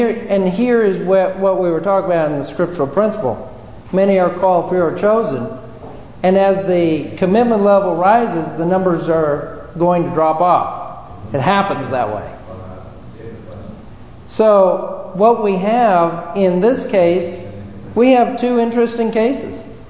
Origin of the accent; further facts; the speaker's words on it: California, United States; Remember that one of the challenges, of course, didn't affect me much because I came from California.